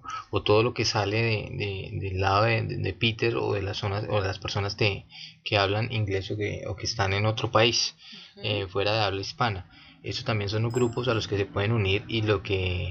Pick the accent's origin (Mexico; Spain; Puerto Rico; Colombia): Colombia; Villavicencio, Meta; Villavicencio.